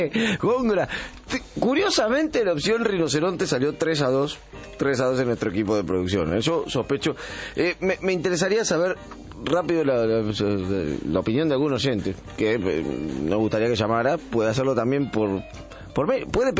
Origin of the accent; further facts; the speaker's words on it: Chacabuco, Buenos Aires Province, Argentina; yo soy de Chacabuco